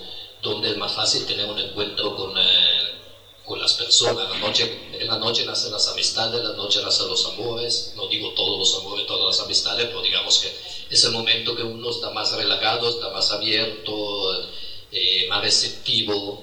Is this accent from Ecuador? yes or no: no; Italy; Spanish is a second language; now in Argentina; yo me considero italiano, porque mi formación está en Italia. Yo estudié la facultad en Italia. No puedo considerarme argentino.